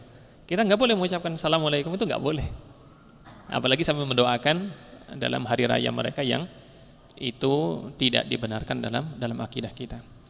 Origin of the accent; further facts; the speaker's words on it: Java, Indonesia; karena kita kan orang Jawa kan ya lebih kepada perasaan ewuh pekewuh itu ya